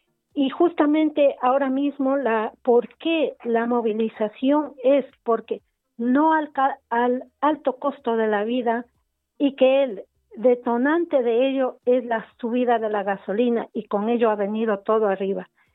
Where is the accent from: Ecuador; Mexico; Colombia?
Ecuador; como ciudadanos ecuatorianos